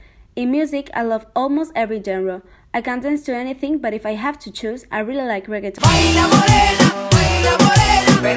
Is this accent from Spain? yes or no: yes; Canary Islands, Spain; English is a second language; now in Madrid, Spain; I am from Gran Canaria, Canary Islands, but I came to Madrid to study media studies. I am trilingual. I speak English, French, and Spanish.